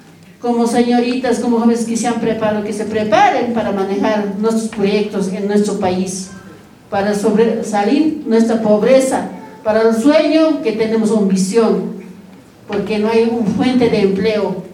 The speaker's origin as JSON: {"language": "Spanish", "country": "Bolivia", "said": "como bolivianos, somos, tenemos que ser unidos"}